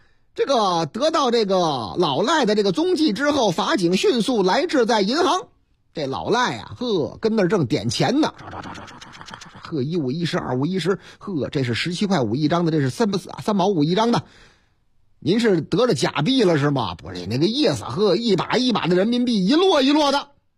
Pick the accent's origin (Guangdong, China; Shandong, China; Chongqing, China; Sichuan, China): Chongqing, China; 又是老家，哎，我老家重庆，三餐重庆